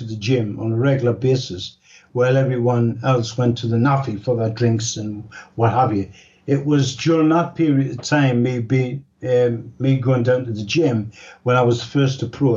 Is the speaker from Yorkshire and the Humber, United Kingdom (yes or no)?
no; Newcastle, North East England, United Kingdom; I was born in Newcastle in 1938. That was two years just before the Second World War.